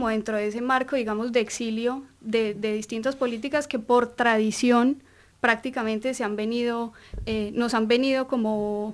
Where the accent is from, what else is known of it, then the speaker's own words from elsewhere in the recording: Colombia; now in Argentina; desde siendo colombianos, somos muchos los colombianos que estamos acá en Argentina